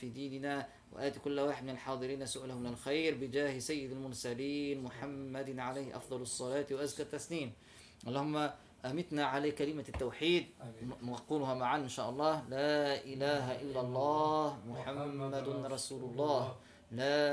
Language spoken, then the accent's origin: Arabic; Tunisia; نحن عندنا في تونس خاصه